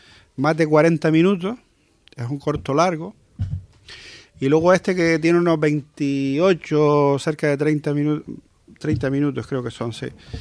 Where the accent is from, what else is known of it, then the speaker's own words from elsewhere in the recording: Maspalomas, Canary Islands, Spain; yo, pues, soy de Maspalomas, Gran Canaria también.